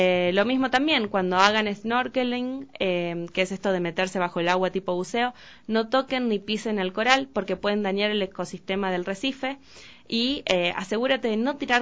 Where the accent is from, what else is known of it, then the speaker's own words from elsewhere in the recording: Pergamino, Buenos Aires Province, Argentina; yo soy de Pergamino, y viajaba a Rosario, Pergamino Rosario